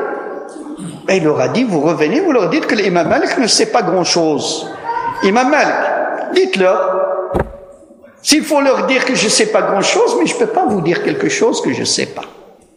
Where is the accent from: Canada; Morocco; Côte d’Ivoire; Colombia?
Morocco; now in France; Tu ne peux pas dire mon pays natal, le Maroc